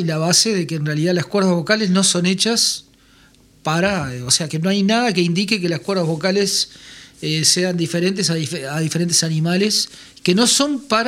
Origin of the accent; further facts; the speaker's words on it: Uruguay; La otra vez, cuando nosotros, como uruguayos, decís, nosotros, claro, esa Y que decimos el yo.